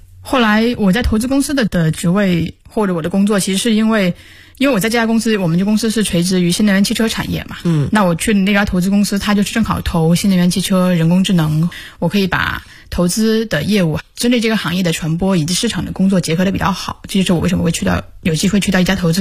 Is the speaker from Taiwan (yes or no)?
no; South China, China; 因为我是一直希望回南方的，我是南方人嘛，所以是奔着回南方去的